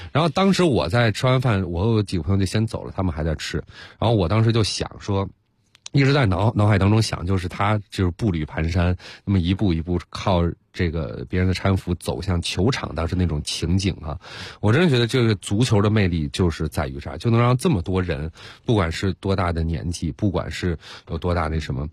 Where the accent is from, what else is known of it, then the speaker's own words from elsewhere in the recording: Beijing, China; 我说我是从中国，从北京来的。